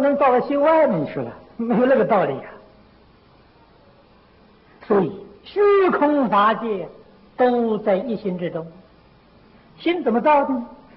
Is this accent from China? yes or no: yes; China; 所以现在很多教堂啊，都卖给我们中国人，中国人当然有钱了，发了财啊。